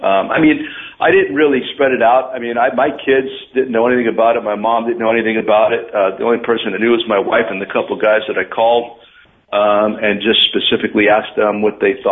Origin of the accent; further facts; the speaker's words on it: Hazleton, Pennsylvania, United States; That's in my hometown, where right now our hometown is 50% Hispanic. When I grew up, it was 0%.